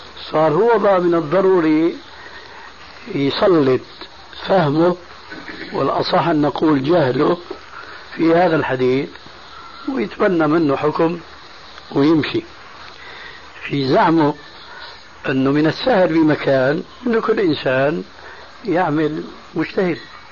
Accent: Syria; كما يقولون عندنا في سوريا

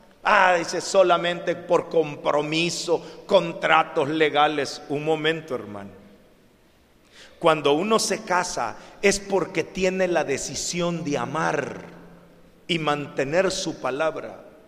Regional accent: El Salvador; no solo en México, en mi país, en El Salvador, en donde son pueblos solo de mujeres y niños

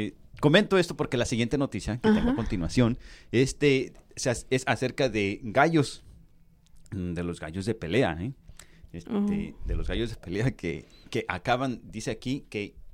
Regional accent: Jojutla, Morelos, Mexico; allá en mi pueblo, hacen normalmente ahí donde yo soy, donde ¿sí? he vivido por muchísimo tiempo, allá en cerca de Zacatepec, Jutla, Morelos. Ajá. Ahí en la colonia Constitución

